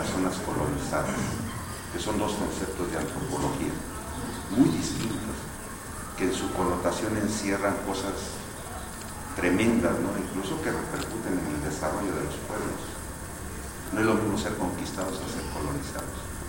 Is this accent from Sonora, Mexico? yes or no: no; Mexico City, Mexico; born there; mi mamá y mi papá son del DF. Y mis abuelos y bisabuelos eran del DF. Entonces soy dinosaurio. Y además nací en la Merced. Soy paisano de Jacobo Zabudowski. Nací en la calle de Cabañas y Carretones, ando de la Merced.